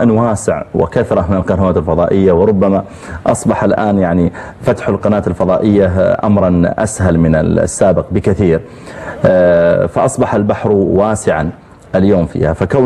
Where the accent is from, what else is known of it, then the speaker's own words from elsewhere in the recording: Riyadh, Riyadh Province, Saudi Arabia; جامع عندنا في الرياض